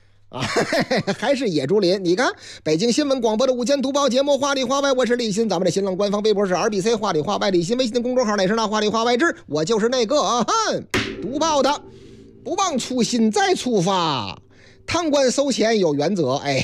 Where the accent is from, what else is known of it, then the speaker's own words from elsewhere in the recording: Henan, China; 我老家河南呐，河南的建成